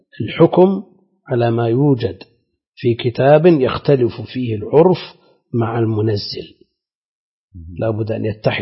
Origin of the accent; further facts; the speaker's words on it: Najd, Saudi Arabia; هذا هو الموجود المتعارف عليه عندنا في نجد، هذا هو المعروف عندنا